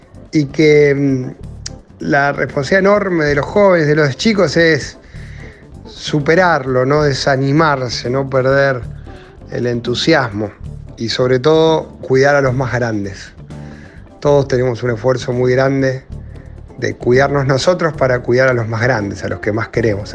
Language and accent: Spanish; Rosario, Santa Fe, Argentina; a pesar de muchas veces ser discriminados como ciudad, sobreponernos y construir